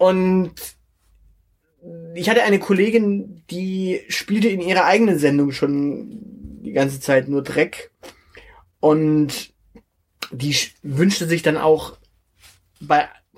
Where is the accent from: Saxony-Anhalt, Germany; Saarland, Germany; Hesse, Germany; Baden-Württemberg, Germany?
Baden-Württemberg, Germany; Also, die Geschichte ist ja die, ich bin ja hier im Schwäbischen aufgewachsen.